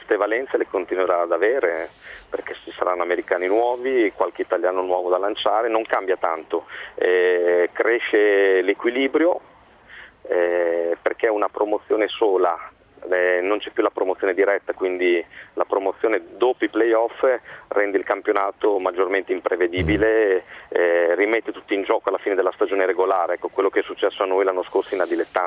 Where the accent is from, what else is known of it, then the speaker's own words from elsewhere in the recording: Bologna, Emilia-Romagna, Italy; da bolognese, fortitudino, cresciuto